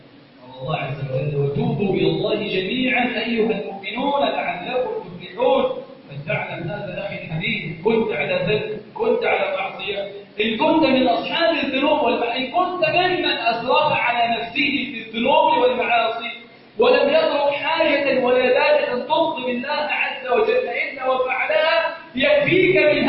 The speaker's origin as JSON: {"language": "Arabic", "country": "Egypt", "said": "اللهم إنا نسألك أن تجعل بلدنا مصر سخاءً"}